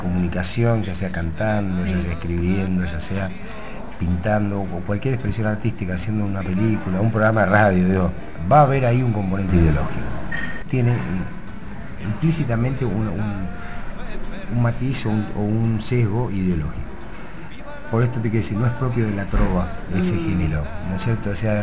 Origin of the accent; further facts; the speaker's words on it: Tolosa, Buenos Aires Province, Argentina; born there; Sí, todo en la ciudad de La Plata. Nací en Tolosa, un barrio de La Plata.